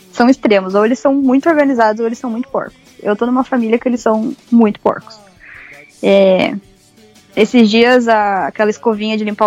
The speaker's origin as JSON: {"language": "Portuguese", "country": "Brazil", "said": "Dele, ah, de onde você é? Eu falei, ah, sou do Brasil."}